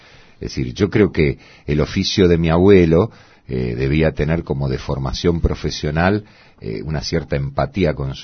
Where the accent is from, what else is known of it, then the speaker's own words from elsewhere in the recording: Buenos Aires, Argentina; born there; Yo nací en Saavedra, cerca de donde vivo ahora, sí. Machaín y Manzanares. Ahí vivían mis padres en una casa de departamentos alquilada.